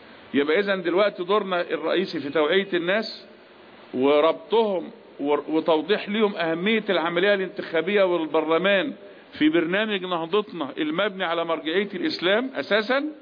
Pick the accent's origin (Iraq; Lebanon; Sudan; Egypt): Egypt; إحنا بنسترد كمصريين جزء من إرادتنا